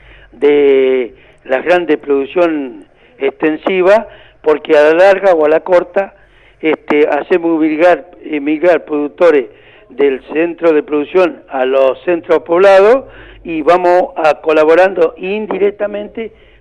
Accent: General Roca, Río Negro, Argentina; Yo soy de Roca, así que sí, lo conozco bien.

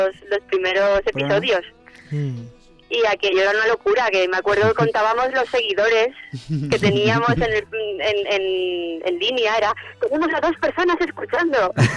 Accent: Valencia, Valencian Community, Spain; moved away; yo salí de Valencia y me he ido moviendo por el mundo y ya no he podido volver.

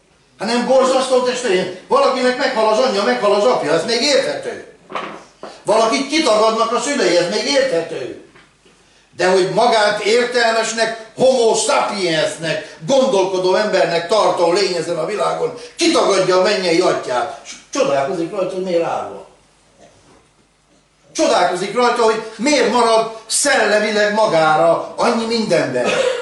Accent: Hungary; Nem jól állunk mi magyarok.

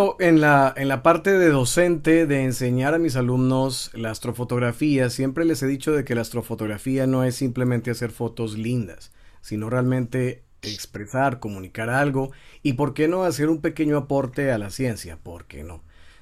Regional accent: Colombia; now in Tijuana, Mexico; Yo soy colombiano, hace 6 años estoy aquí en Tijuana, México.

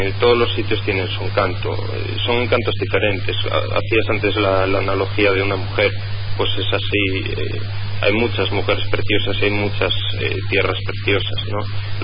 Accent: A Coruña, Galicia, Spain; yo aquí que soy de Coruña te puedo decir que sí

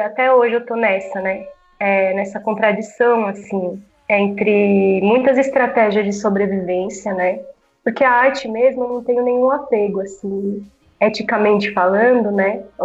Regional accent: São Paulo, Brazil; eu sou daqui de São Paulo, da Zona Sul não, nasci na Vila Indiana, né? Mas até meu processo artístico começou aqui na Zona Sul

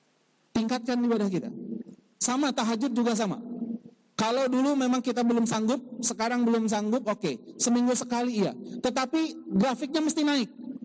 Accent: Bandung, West Java, Indonesia; born there; Kurang lebih 38 tahun yang lalu saya dilahirkan di kota Bandung

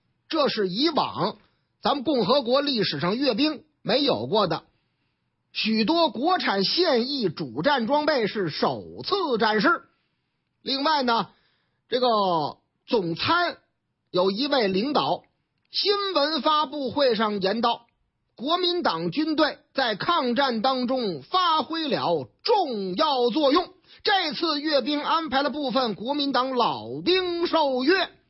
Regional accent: Northeast China, China; 我老家东北

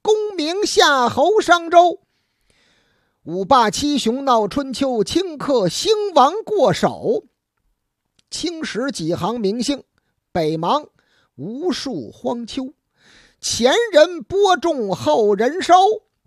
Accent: Beijing, China; 咱们北京人说的，只要是您没那个发音呢，没有太重的这个乡音吧

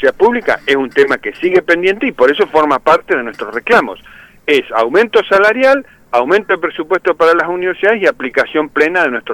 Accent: Neuquén, Argentina; yo soy de Neuquén, así que imagínense

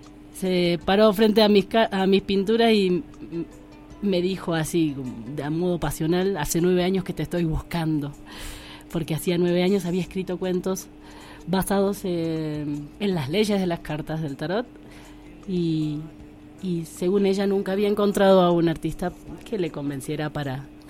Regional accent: Buenos Aires, Argentina; born there; now in Tilcara, Argentina; nací en Buenos Aires, o sea que tengo un recorrido de estudios en el arte en la ciudad y de transitar mucho la ciudad. Desde hace 10 años que no vivo en ella

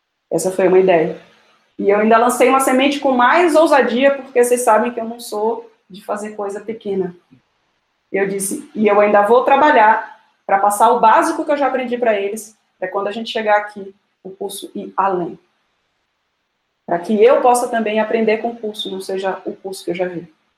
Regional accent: Salvador, Bahia, Brazil; E a gente é de Salvador, então pense na fome com a vontade de comer.

